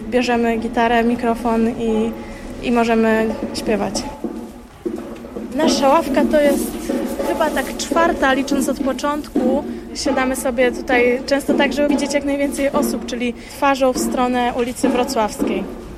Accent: Lubartów, Lublin Voivodeship, Poland; now in Poznań, Poland; Ja jestem z Lubelszczyzny, czyli drugi koniec. Pochodzę z Ubartowa, malutkie miasteczko pod Lublinem. 7 godzin drogi pociągiem.

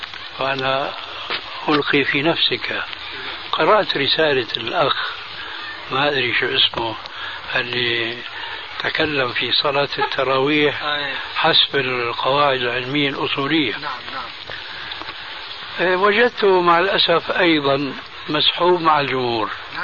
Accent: Syria; كما يقولون عندنا في الشام ست نفوس.

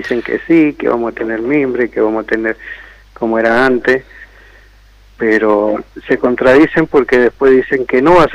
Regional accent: Godoy Cruz, Mendoza, Argentina; Yo soy de Godoy Cruz, quedo fuera.

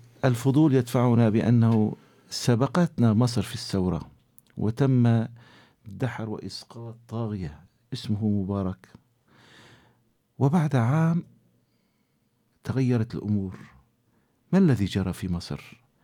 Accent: Syria; now in Gaziantep, Turkey; وحاليا نلتقي معك أنا كسوري في مدينة عنتاب،

